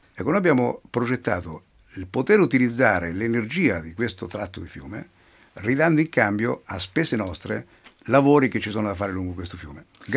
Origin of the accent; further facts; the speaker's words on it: Marche, Italy; siamo dei buoni osservatori come marchigiani